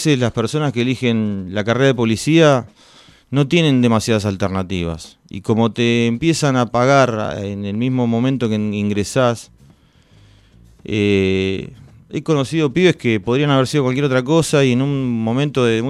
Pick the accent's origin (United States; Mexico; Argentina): Argentina; los únicos que lo podemos entender somos los argentinos.